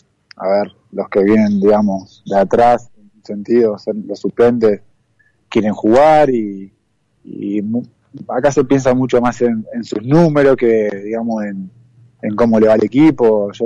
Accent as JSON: {"language": "Spanish", "country": "Argentina", "said": "uno como jugador argentino, en el día a día allá en el país no lo ve, y acá sí"}